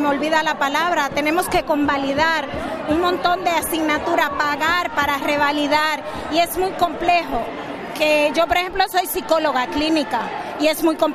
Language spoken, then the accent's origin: Spanish; Dominican Republic; now in Spain; Yo soy afrocaribeña, vengo de Dominicana